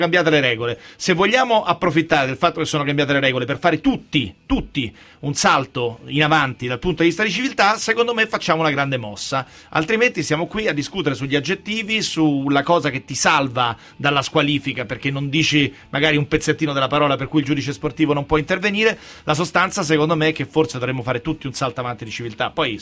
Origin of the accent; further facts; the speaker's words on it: Rome, Lazio, Italy; Io vengo da Roma